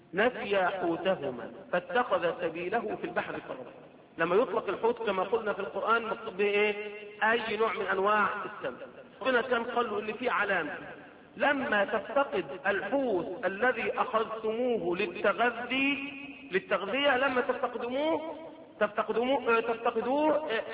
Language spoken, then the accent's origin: Arabic; Egypt; اللي بيسموها دلوقتي منطقه عندنا في مصر في سيناء